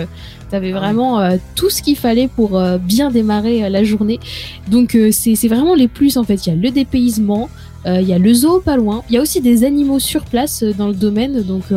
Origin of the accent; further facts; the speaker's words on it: Changé, Pays de la Loire, France; C'est comme à la base, la petite ville. La petite ville d'où je viens s'appelle Changé.